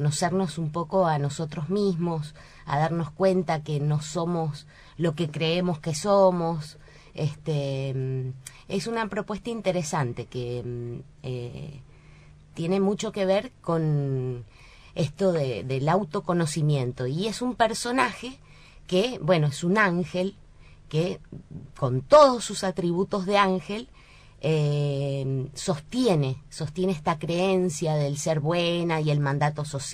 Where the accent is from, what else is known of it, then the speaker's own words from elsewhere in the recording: Mendoza, Argentina; Yo soy mendocina.